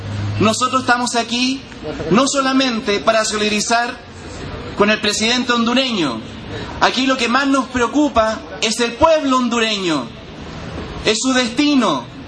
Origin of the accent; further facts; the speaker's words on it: Chile; Nosotros tenemos un deber ético y moral, ahora como chilenos y chilenas